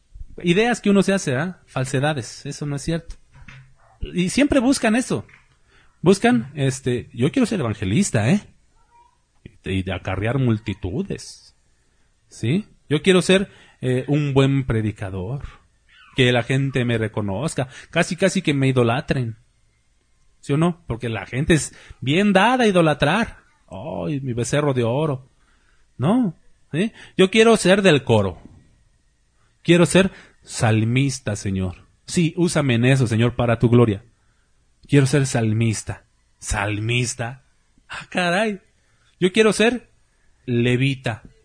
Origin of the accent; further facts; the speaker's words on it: Mexico City, Mexico; born there; Yo soy azteca, mexica. ¿Dónde nací? Yo nací allá en el DF. ¿Soy mexica? Es mi sangre. Mi sangre de bronce, ¿cómo dicen? No reniego de mis raíces, ¿sí? Españolas e indígenas.